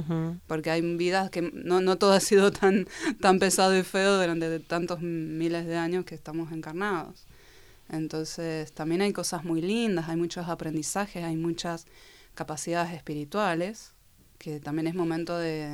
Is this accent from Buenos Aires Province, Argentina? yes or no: no; Mendoza, Argentina; now in Buenos Aires, Argentina; Yo soy de Mendoza y cuando me voy a Buenos Aires entro en grupos